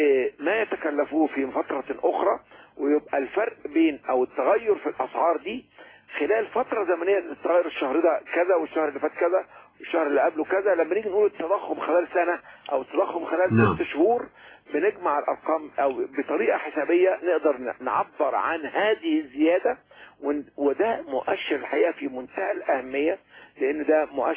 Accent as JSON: {"language": "Arabic", "country": "Egypt", "said": "القسم الأول عندنا في مصر هو الطعام والشراب"}